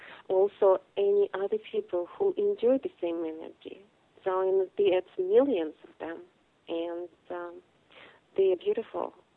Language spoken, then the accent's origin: English; Bishkek, Chüy Region, Kyrgyzstan; English is a second language; I'm from Central Asia, Bishkek, Kyrgyzstan.